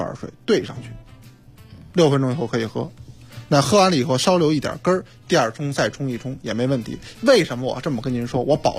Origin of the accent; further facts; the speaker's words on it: Beijing, China; accent: Beijing; 咱们北京话说，一小捏儿